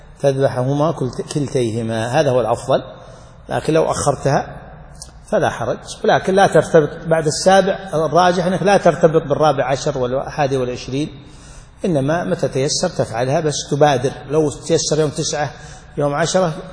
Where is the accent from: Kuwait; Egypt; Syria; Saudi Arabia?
Saudi Arabia; عندنا في السعودية بالميلادي، عفوا بالهجري